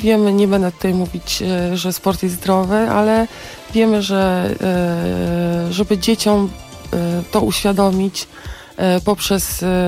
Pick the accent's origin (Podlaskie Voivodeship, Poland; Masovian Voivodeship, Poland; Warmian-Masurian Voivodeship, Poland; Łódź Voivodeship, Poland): Masovian Voivodeship, Poland; Warsaw; ja w ogóle się urodziłam na Bemowie. Może nie urodziłam, ale mieszkałam tam całe dzieciństwo